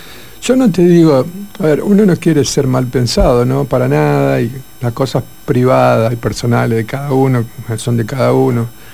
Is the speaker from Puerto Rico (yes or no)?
no; Argentina; lo que somos los argentinos es esto